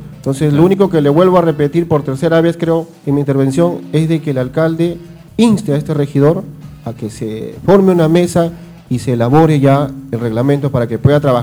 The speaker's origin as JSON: {"language": "Spanish", "town": "Pachacútec", "region": "Callao", "country": "Peru", "said": "al menos de donde yo vengo, de Pachacútec"}